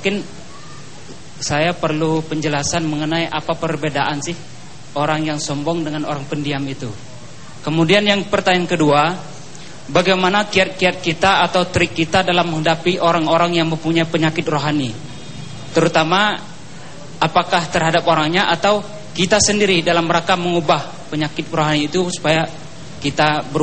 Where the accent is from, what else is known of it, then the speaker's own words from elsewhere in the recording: Bengkulu, Indonesia; Saya asli dari Bengkulu.